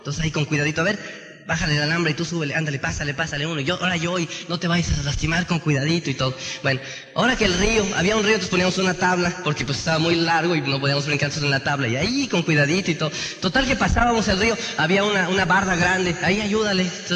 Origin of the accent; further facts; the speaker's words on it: Tenancingo, State of Mexico, Mexico; allá de donde yo soy, de Tenancingo